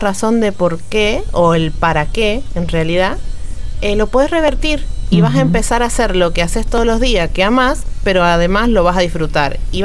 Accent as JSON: {"language": "Spanish", "region": "San Juan", "country": "Argentina", "said": "estaría muy bueno que lo lleven a San Juan, porque yo soy de San Juan."}